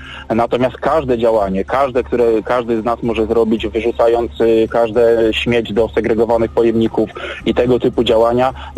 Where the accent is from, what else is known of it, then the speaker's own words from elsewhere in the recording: Silesian Voivodeship, Poland; akurat też pochodzę z regionu, gdzie to górnictwo było swego czasu bardzo mocno rozwinięte, czyli region Górnego Śląska.